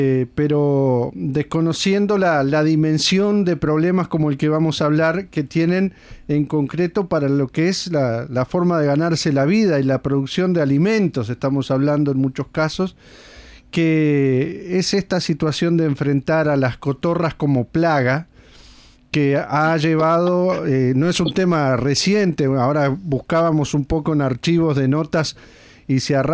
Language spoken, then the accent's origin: Spanish; Montevideo, Uruguay; nosotros como montevideanos, en este caso los que vamos a conversar con usted y la mayoría o promedialmente vivimos ajenos a problemáticas de la actividad agropecuaria